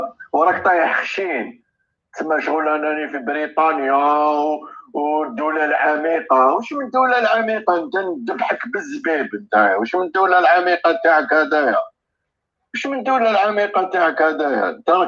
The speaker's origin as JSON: {"language": "Arabic", "country": "Algeria", "said": "وعندنا قضيتنا هي الجزائر، والجزائر خط احمر"}